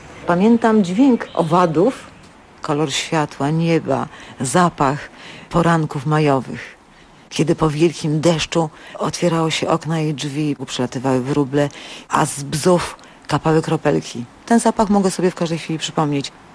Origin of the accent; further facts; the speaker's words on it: Suchedniów, Świętokrzyskie Voivodeship, Poland; born there; Że się urodziłam w Suchedniowie, niedaleko poczty.